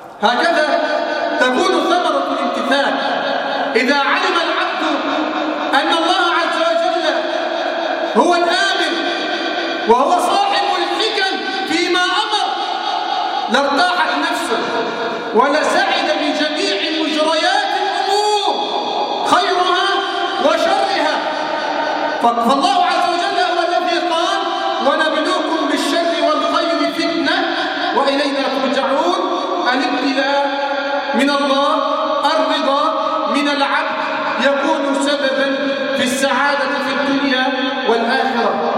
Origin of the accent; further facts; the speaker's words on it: Egypt; اللهم احفظ بلدنا مصر من الفتن ما ظهر منها وما بطن.